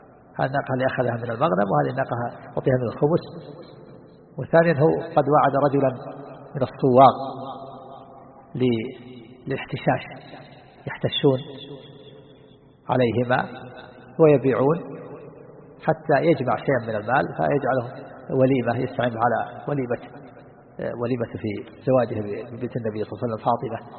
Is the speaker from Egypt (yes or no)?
no; Najd, Saudi Arabia; عندنا في نجد الآن يجعل بين الخشب الجريد